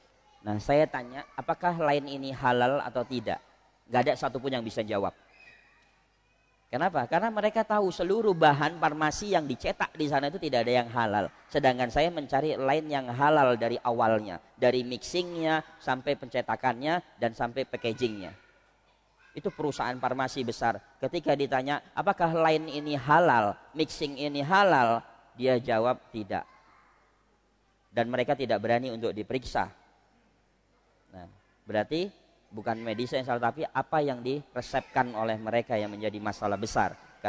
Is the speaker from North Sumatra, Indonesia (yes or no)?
yes; Medan, North Sumatra, Indonesia; Saya orang Medan, ya.